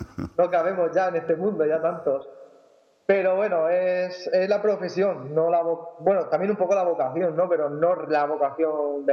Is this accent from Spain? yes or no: yes; Rafal, Valencian Community, Spain; Pues yo soy de un pequeño pueblo de Alicante, de un pueblo que se llama Rafal. Es un pueblo chiquitito, muy pocos habitantes, tenemos unos 4.500 más o menos, si no me equivoco, por ahí.